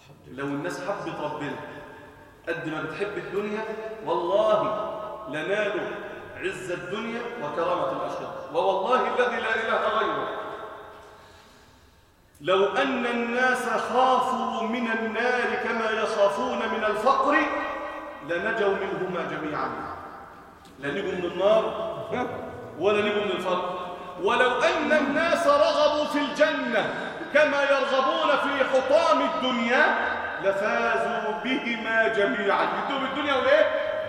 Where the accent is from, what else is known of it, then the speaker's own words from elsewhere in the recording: Egypt; وأن يجعل بلادنا مصر سلماً أماناً سخاءً رخاءً وسائر بلاد